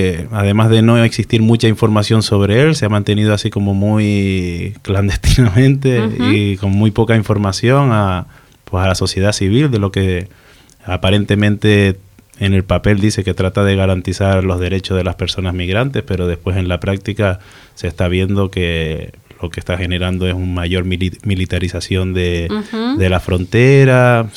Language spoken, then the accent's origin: Spanish; Canary Islands, Spain; now in Mexico; No, yo soy de Islas Canarias.